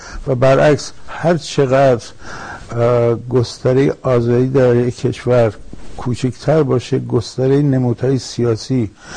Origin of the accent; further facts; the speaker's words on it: Iran; درسته که اکنون بیرون از ایران هستم، ولی به هر حال ایران با من، ایران در من، زبان فارسی میهن من است، من هر جو برم ایران با منه. تمام خوابهای من به فارسیه